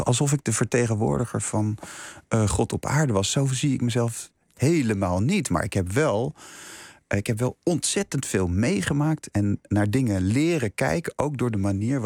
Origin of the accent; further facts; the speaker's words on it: Leiden, South Holland, Netherlands; Dus ik kom uit Leiden. Ik ben een Leids jongetje.